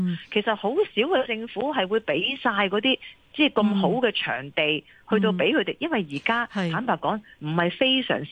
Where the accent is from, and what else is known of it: Hong Kong